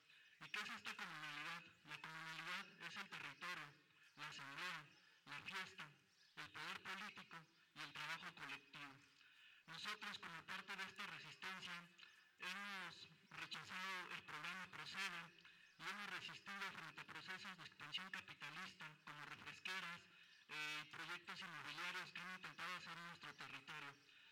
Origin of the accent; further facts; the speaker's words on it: San Pedro Tlapulco, State of Mexico, Mexico; Mi comunidad se encuentra a 39 kilómetros de la Ciudad de México y 41 kilómetros de la Ciudad de Toluca.